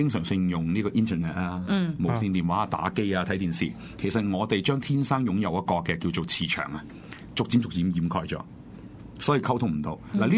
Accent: China; 動物通靈術呢個字咧，嚴格嚟講就係我哋中國人噏出嚟嘅啫

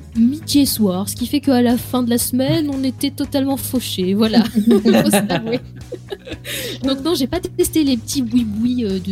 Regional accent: France; Bon, certes, on vient de la France, voilà, gastronomique, tout ça.

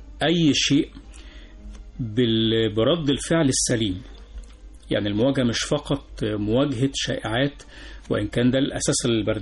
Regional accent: Egypt; لكن إحنا بقى كمصريين، كشعب مصري

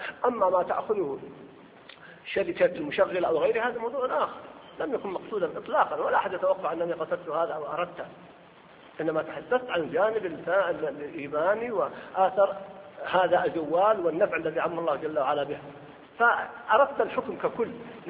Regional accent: Mecca, Makkah Province, Saudi Arabia; واحد فقط عندنا في مكة أربعة كلهم يدعون المهدي

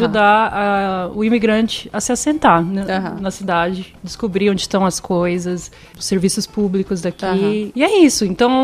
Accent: Brazil; now in Canada; eu sou brasileira, adoro a língua portuguesa, mas realmente, depois de 7 anos aqui, você vai perdendo alguma coisinha.

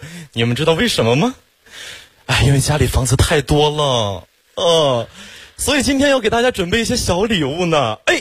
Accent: Xiong'an, Hebei, China; 土生土长的雄安人，从小在那长大

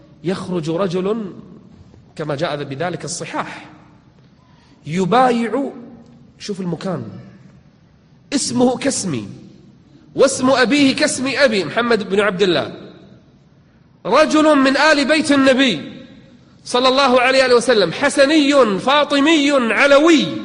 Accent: Kuwait; إحنا عندنا بالكويت واحد من زمان يقول أنا المهدي

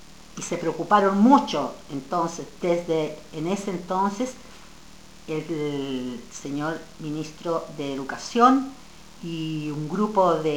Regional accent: Chile; moved away as an adult; now in Finland; Vivía yo en el centro, en el último tiempo vivía en Santiago, en la capital. Pero yo soy del centro de Chile.

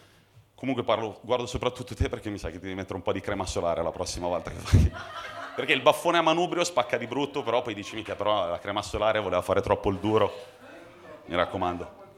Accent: Marche, Italy; Io personalmente quando ero piccolo andavo al mare nelle Marche, perché sono nato e cresciuto nelle Marche

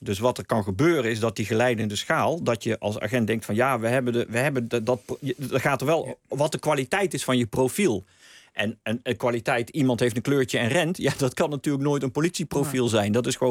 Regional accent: Hilvarenbeek, North Brabant, Netherlands; born there; Hennie komt uit Hilvarenbeek, mijn geboortedorp. Ja. Dus hij is ietsje ouder dan ik. Maar wij zijn allebei in hetzelfde dorp, in Hilvarenbeek geboren. Ja. Hilvarenbekenaar.

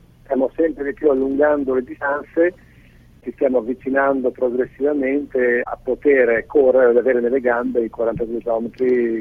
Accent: Belluno, Veneto, Italy; Io ho 24 anni, vengo da Belluno

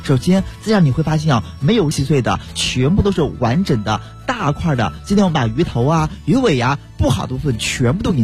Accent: Beijing, China; 而且咱们北京人都特别特别喜欢吃黄花鱼

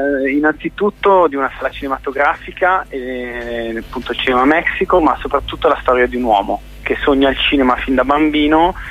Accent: Milan, Lombardy, Italy; io sono milanese

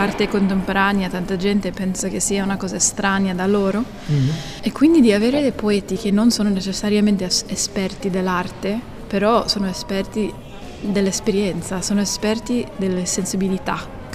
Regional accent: United States; Sì, sono statunitense proprio in realtà.

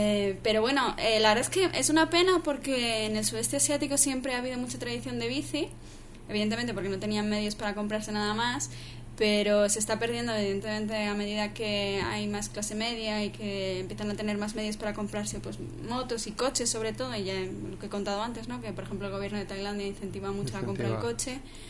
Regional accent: Valladolid, Castile and León, Spain; No, bueno, yo soy de Valladolid.

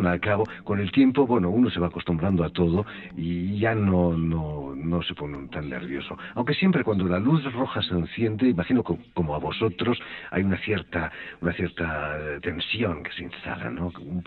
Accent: Barcelona, Catalonia, Spain; moved away as an adult; now in Paris, France; yo trabajaba en Barcelona, yo vengo de Barcelona y había trabajado como actor en el teatro

